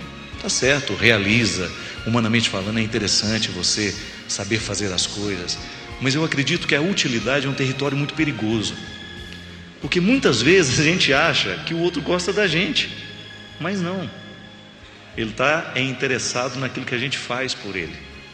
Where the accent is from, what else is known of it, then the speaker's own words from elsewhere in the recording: Formiga, Minas Gerais, Brazil; quando eu era criança, eu ficava encantado vendo lá em Formiga, na cidade onde eu nasci